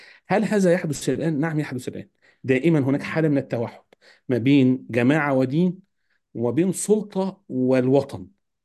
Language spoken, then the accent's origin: Arabic; Egypt; وإن أنا كمصري لا أعرف كثير